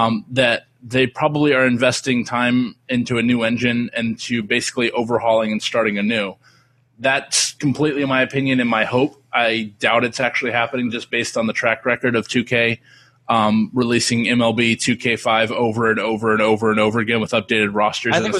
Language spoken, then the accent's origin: English; United States; FIFA, because we're American, I can safely say that we just don't care about that.